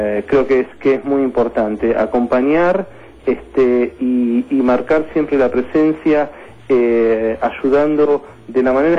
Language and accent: Spanish; Argentina; para que como argentinos no tengamos que seguir sufriendo muertes inocentes.